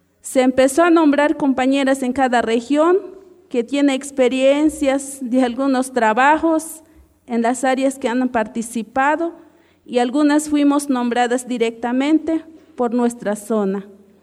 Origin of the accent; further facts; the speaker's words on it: Chiapas, Mexico; first language Chol; Spanish is a second language; soy del Caracol Quinto de Roberto Barrio, mi lengua es chol.